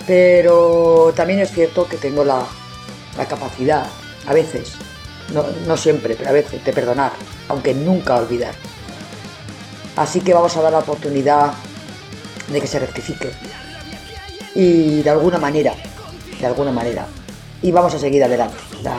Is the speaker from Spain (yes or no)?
yes; Pamplona, Navarre, Spain; que mira que soy yo de Pamplona